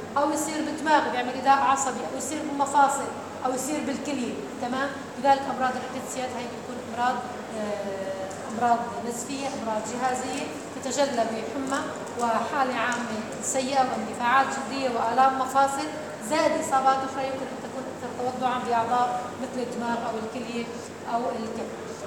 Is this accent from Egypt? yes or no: no; Syria; موجودة عندنا في سوريا خاصة بالمنطقة الوسطى